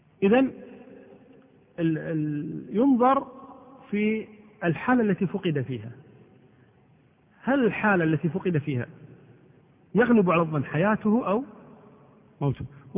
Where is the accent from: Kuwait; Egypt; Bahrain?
Kuwait; امرأة المفقود مثل ما حصل بالنسبة للأسرة عندنا في الكويت هنا